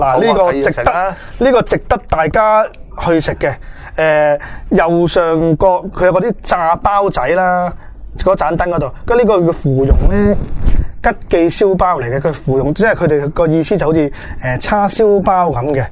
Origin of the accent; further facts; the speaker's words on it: Hong Kong; 我哋香港人嚟讲咧，可能觉得会偏甜嘅